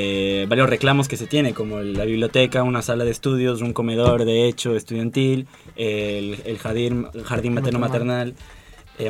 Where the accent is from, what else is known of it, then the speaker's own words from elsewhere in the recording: Ecuador; now in Buenos Aires, Argentina; Yo, por ejemplo, yo vengo del Ecuador y el primer día que llegué acá a Buenos Aires